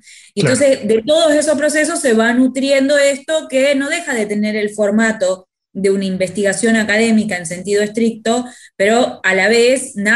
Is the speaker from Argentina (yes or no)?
yes; Tucumán, Argentina; moved away as an adult; now in Buenos Aires, Argentina; yo soy tucumana, había venido a estudiar sociología a Buenos Aires y estaba en los primeros años de la carrera, tenía 23, 24 años.